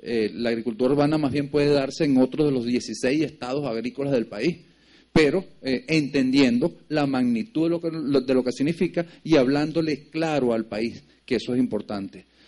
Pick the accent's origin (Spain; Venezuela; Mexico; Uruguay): Venezuela; Pero nosotros como venezolanos